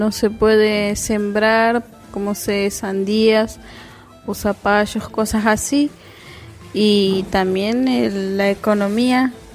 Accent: Villa Carolina, Santiago del Estero, Argentina; vengo de Villa Carolina, a 45 kilómetros de aquí de Añatuya.

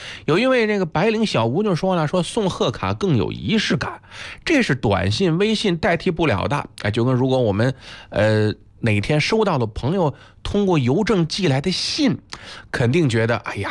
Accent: Beijing, China; 咱们北京人说仙毫

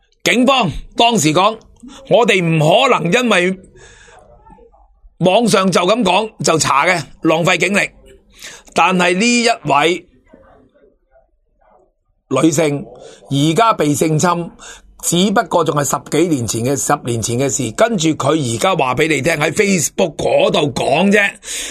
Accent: Hong Kong; 如果用共产党的或者我们香港人讲呢

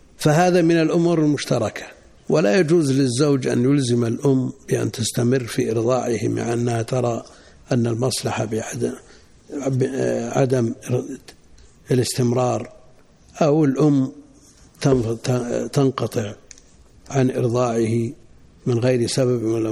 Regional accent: Najd, Saudi Arabia; وهذا مستفيض عندنا في نجد، ويمكن في الحجاز

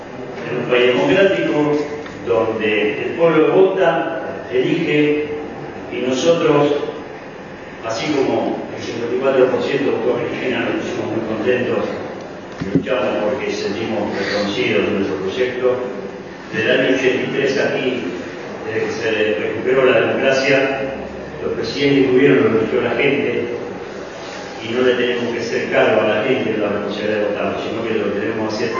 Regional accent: Berisso, Buenos Aires Province, Argentina; Yo soy de Berisso, criado, presidente de Berisso.

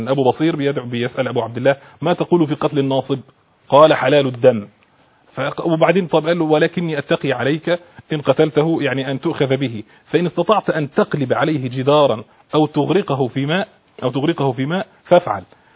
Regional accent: Egypt; عايز اعرف انا كمواطن مصري

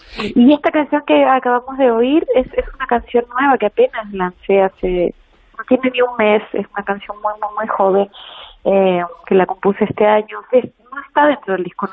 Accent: Chile; now in Mexico City, Mexico; yo llevo ya 12 años viviendo en la Ciudad de México. Soy chilena, pero México ha sido mi segundo hogar

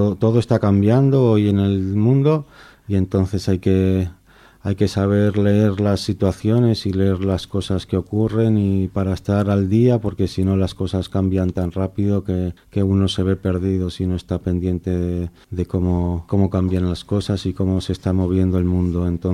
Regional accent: Zaragoza, Aragon, Spain; also born or lived in Las Palmas de Gran Canaria, Spain / Salamanca, Spain; Yo soy de Zaragoza. He vivido casi siempre aquí, en Zaragoza. Menos unos años que viví en Las Palmas de Gran Canaria y bueno, en Salamanca también he vivido un par de años, pero bueno, casi la mayoría del tiempo aquí en Zaragoza.

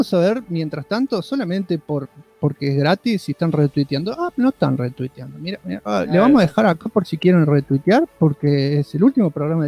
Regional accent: Córdoba, Argentina; no puedo ser el yankee que ustedes quieren. Yo soy muy cordobés.

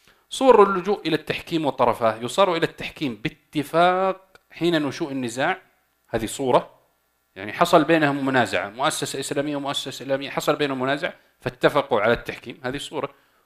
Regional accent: Saudi Arabia; طب عندنا في السعودية الآن عقود تتم

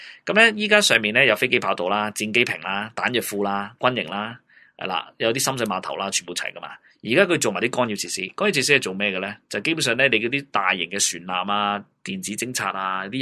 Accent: China; 我都系中国人嚟噶

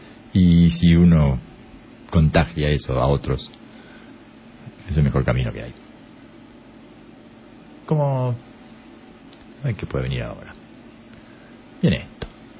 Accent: Uruguay; Y hay veces que me zarpo y me entra el uruguayo

